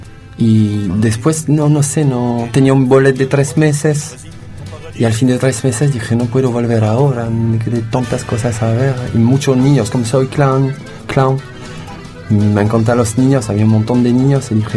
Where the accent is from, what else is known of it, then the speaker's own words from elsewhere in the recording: France; Spanish is a second language; moved away as an adult; also born or lived in Spain / Chile; now in Cusco, Peru; soy francés, tengo 41 años y vive bastante. ¿Cuánto tiempo en Francia vive? No me acuerdo, pero 2001 me fui de Francia para vivir en España